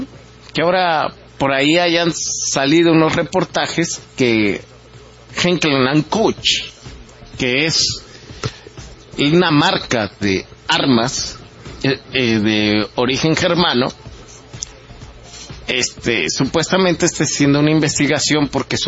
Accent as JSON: {"language": "Spanish", "country": "Mexico", "said": "como mexicanos y como personas con integridad"}